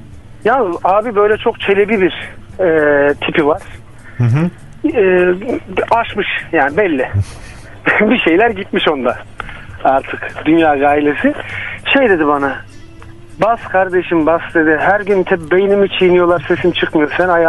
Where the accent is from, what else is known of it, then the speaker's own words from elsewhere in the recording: Elbistan, Kahramanmaraş, Turkey; Ben Elbistanlıyım.